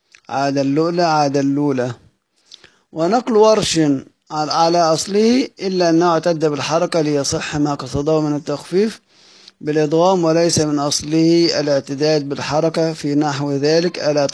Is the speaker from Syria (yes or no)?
no; Egypt; احنا أصلا بنقولها عندنا في مصر الكلام ده، الأحمر والأحمر والأخضر وهكذا بنقرأ بنتكلم احنا كل المصريين